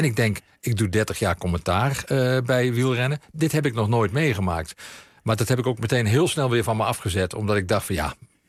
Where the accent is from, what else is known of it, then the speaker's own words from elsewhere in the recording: Limburg, Netherlands; also born or lived in East Groningen; Ik kom zelf uit Limburg en dan...